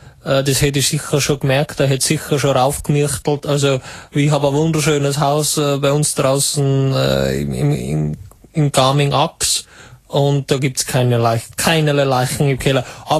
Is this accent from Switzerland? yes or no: no; Italy; German is a second language; now in Germany; Aus Italien ursprünglich.